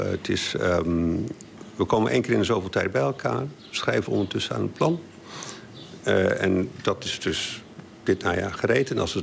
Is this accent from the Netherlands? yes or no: yes; Groningen, Netherlands; now in The Hague, Netherlands; Nou, weet je, ik kom oorspronkelijk uit Groningen. Ik woon al heel lang in Den Haag.